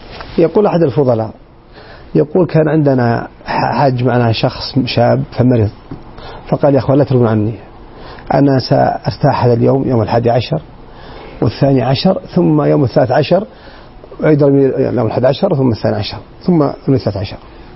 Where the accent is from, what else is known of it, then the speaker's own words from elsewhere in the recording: Saudi Arabia; وليس فقط في الداخل عندنا في السعودية بل في العالم عموما